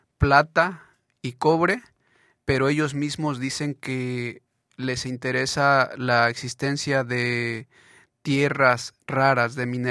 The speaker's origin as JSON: {"language": "Spanish", "town": "Iztacamaxtitlán", "region": "Puebla", "country": "Mexico", "said": "Sí, en mi caso yo vengo del municipio de Iztacamaxtitlán, en el estado de Puebla, digamos equivalente a lo que es la provincia en México."}